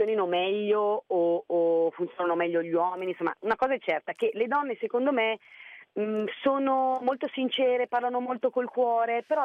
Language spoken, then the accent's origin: Italian; Brescia, Lombardy, Italy; sono una bresciana d'occhio, i bresciani sono molto concreti